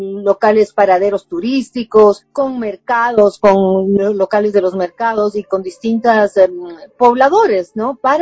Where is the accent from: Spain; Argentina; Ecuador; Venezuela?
Ecuador; quizás nosotros como ecuatorianos no nos hemos creído mucho sobre el valor de nuestra cocina